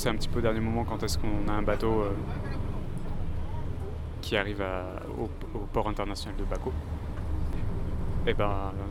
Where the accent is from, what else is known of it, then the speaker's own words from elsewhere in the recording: Paris, Île-de-France, France; un truc qu'on a remarqué quand même à chaque fois qu'on dit qu'on vient de Paris